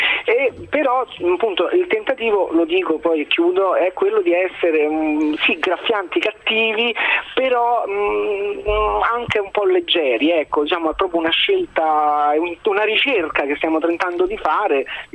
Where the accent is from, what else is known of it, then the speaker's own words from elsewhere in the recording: Rome, Lazio, Italy; sono romano, tanto di cappello